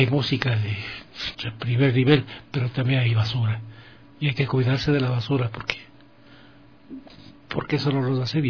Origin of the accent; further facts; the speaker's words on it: Ecuador; Si nosotros como ecuatorianos no lo hacemos, ¿quién?